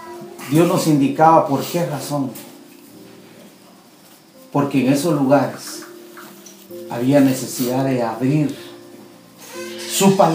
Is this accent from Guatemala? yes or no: yes; Guatemala; Yo vengo de Guatemala.